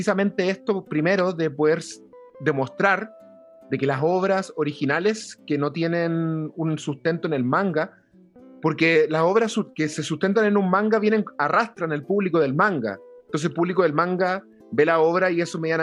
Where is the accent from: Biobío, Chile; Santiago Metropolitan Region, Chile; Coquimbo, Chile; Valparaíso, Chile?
Coquimbo, Chile; La Serena; en Serena, mi ciudad de origen, había pocos lugares como en esa época